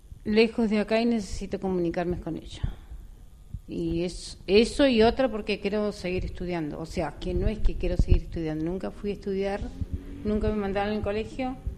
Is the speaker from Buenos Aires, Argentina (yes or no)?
no; Caleta Olivia, Santa Cruz, Argentina; born there; now in El Bolsón, Argentina; Caleta Olivia.